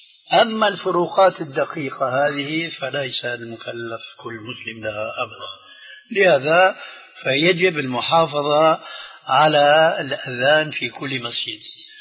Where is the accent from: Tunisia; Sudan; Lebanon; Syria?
Syria; كما يقولون عندنا في الشام